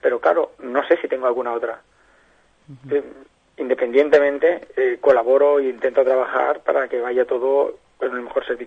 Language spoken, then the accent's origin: Spanish; Catalonia, Spain; a mí me dicen que es que somos catalanes.